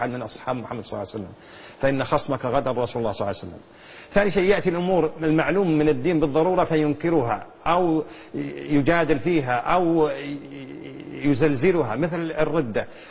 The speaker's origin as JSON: {"language": "Arabic", "country": "Kuwait", "said": "هنا عندنا في الكويت"}